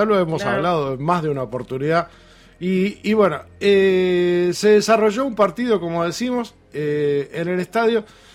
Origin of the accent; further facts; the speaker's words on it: Uruguay; Como uruguayos y como orientales tenemos que señalar que no nos gustó, que nos afecta nuestra identidad